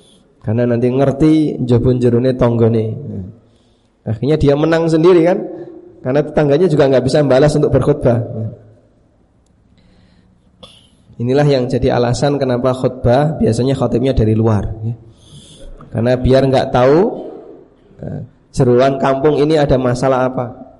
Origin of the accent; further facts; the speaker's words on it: Paciran, East Java, Indonesia; di kampung Paciran itu, di kampung saya, ada seorang tokoh yang sangat disegani, tokoh Muhammadiyah.